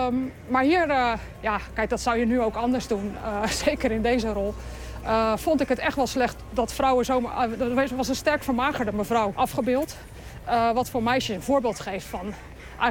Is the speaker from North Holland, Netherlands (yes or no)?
no; Gouda, South Holland, Netherlands; born there; also born or lived in Utrecht; Kijk, ik ben geboren in Gouda. Ik heb ook veel met Gouda. Ik hou van Gouda.